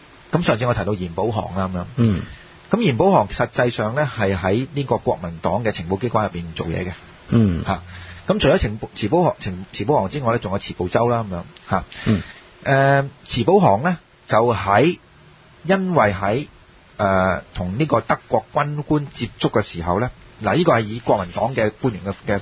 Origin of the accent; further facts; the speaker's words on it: China; 咁但係作為中國人咧，其實我哋要問一個問題